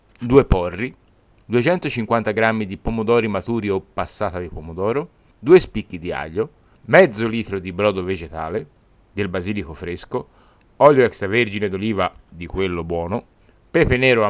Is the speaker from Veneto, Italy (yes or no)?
no; Tuscany, Italy; Quindi, da buon toscano